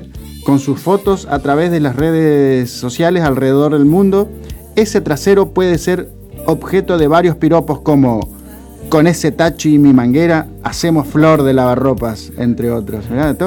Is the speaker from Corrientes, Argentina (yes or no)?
yes; Virasoro, Corrientes, Argentina; Vos sabés que yo, mi adolescencia la tuve en Virasoro, Corrientes.